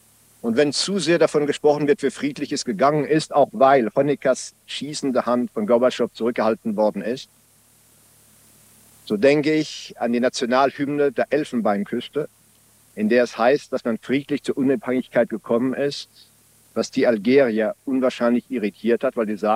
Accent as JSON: {"language": "German", "country": "France", "second_language": "German", "said": "vom Oberbürgermeister meiner Heimatstadt aus meinem Heimatland Frankreich eingeladen zu werden"}